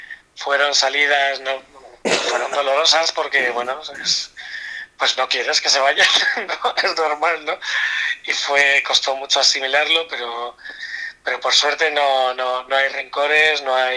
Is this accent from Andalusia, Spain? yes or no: no; Las Pedroñeras, Castilla-La Mancha, Spain; que es un diseñador amigo mío de mi pueblo, de Las Pedroñeras.